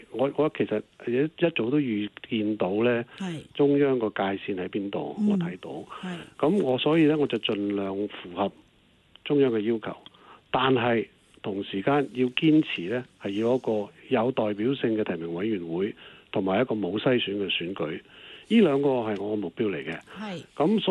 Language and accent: Cantonese; Guangdong, China; 我們說十不離八九，我們廣東人就這麼說